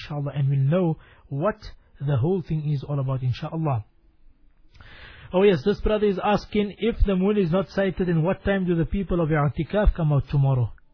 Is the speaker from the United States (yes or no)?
no; South Africa; Allah subhanahu wa ta'ala take us from strength to strength as a South African Ummah.